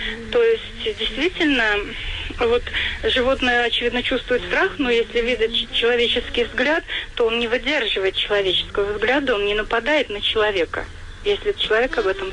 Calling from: Saratov Oblast, Russia; Я из Саратовской области звоню.

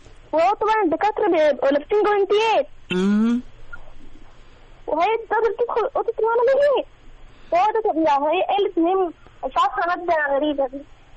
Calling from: Giza, Giza Governorate, Egypt; من الجيزة.

